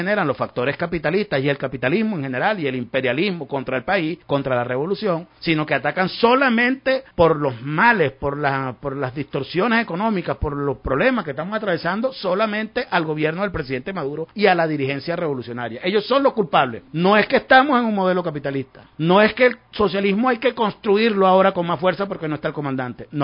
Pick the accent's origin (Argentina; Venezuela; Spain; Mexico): Venezuela; Estoy haciendo una declaración muy seria y muy responsable que estoy haciendo como venezolano